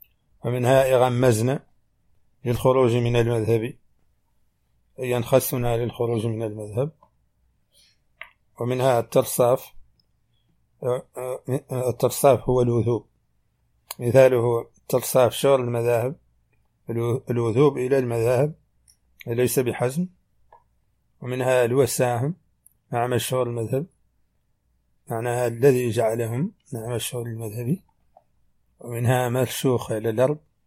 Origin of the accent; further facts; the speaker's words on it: Mauritania; accent: Hassaniya; هذه ترجمة كلمات من لهجتنا الحسانية وردت في هذا الشريط قد لا يفهمها العربي الفصيح